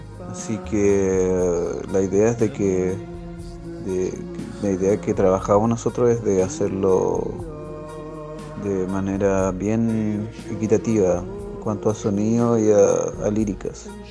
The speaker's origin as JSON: {"language": "Spanish", "town": "Cañete", "region": "Biobío", "country": "Chile", "said": "yo soy de acá de Cañete y mi compañero es de Valdivia."}